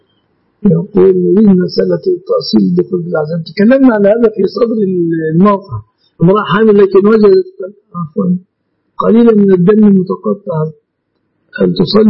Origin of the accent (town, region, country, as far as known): Egypt